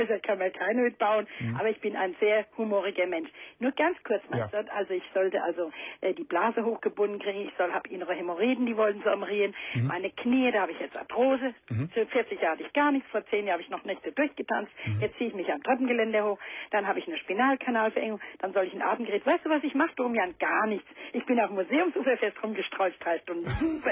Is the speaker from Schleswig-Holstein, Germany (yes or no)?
no; Frankfurt, Hesse, Germany; Aber ich bin auch ein Frankfurter Mädchen